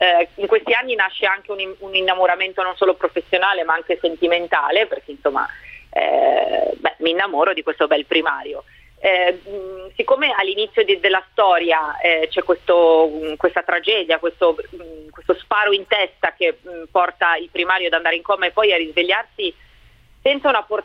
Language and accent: Italian; Milan, Lombardy, Italy; io sono rimasta a casa a Roma, anche se io sono di Milano